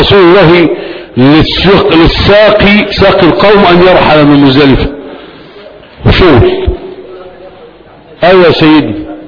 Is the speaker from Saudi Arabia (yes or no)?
no; Egypt; احنا كمصريين 11 و12 حلو خالص